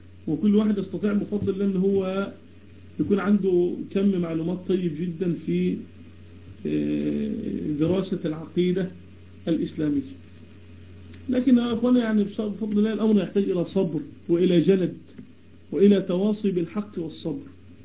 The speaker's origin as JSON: {"language": "Arabic", "town": "Damietta", "region": "Damietta Governorate", "country": "Egypt", "said": "أنا من دمياط، من مصر، من دمياط."}